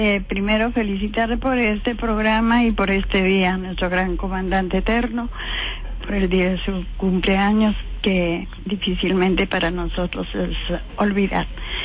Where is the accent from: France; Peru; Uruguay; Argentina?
Peru; now in Venezuela; dándome la bienvenida como peruana y como vocera del Comité de Tierra